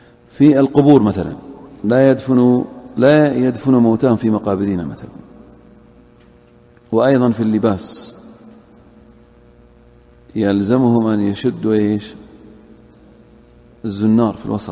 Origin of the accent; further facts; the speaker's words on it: Saudi Arabia; أهل الذمة اللي في عندنا في السعودية الآن